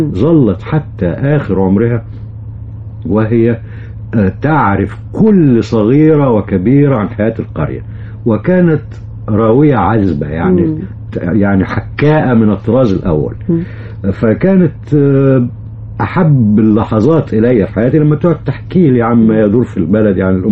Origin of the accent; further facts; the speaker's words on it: Giza, Giza Governorate, Egypt; وولدت في الجيزة جنب القاهرة على طول يعني، وربيت هناك. ولكن والدي ووالدتي رحمة الله عليهم من الكرنك، من الأقصر يعني.